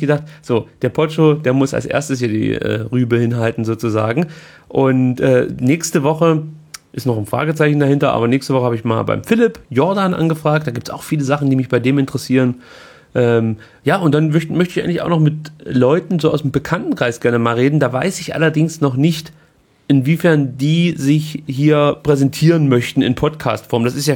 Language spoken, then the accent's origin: German; East Germany, Germany; bei uns in der DDR hieß das Hort